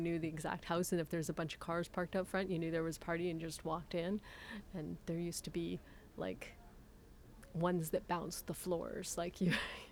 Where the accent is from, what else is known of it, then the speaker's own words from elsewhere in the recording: Atikokan, Ontario, Canada; I'm from Atikokan, Ontario. I grew up in Atikokan, Ontario.